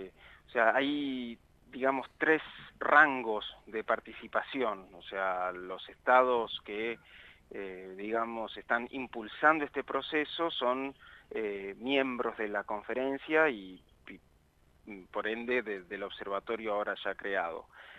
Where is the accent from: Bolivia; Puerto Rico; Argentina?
Argentina; La participación adentro de la comisión de auditoría, somos tres los argentinos.